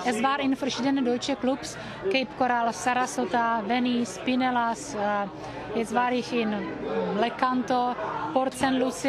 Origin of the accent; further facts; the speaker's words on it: South Moravian Region, Czechia; Aber ich komme aus Tschechien.